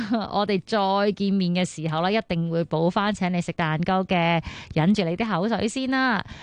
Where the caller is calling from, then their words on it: Kwun Tong, Kowloon, Hong Kong; 我是观塘的